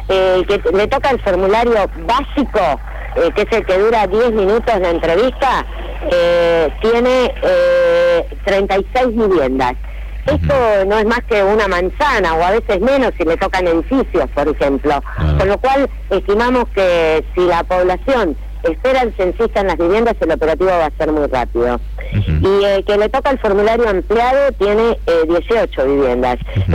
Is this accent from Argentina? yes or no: yes; Argentina; nos van a ser útil y a beneficiar a todos como argentinos